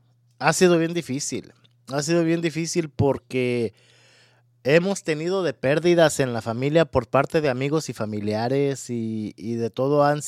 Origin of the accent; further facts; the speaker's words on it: Mexico; Yo que soy mexicano.